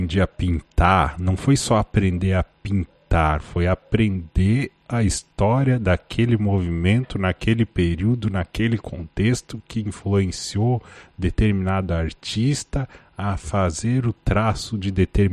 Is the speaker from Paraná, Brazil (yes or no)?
no; Lages, Santa Catarina, Brazil; seria onde eu cresci, a minha casa original, assim, em Lages, Santa Catarina